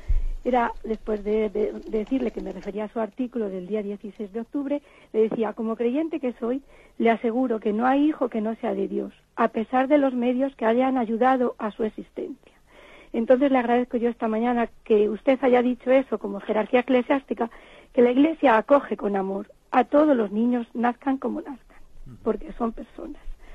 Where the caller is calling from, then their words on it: Salamanca, Castile and León, Spain; de Salamanca.